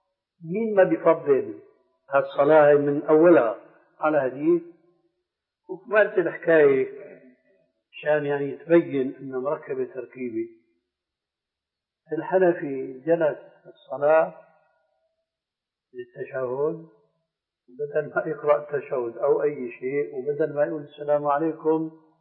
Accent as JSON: {"language": "Arabic", "town": "Damascus", "region": "Damascus Governorate", "country": "Syria", "said": "هناك عندنا في دمشق"}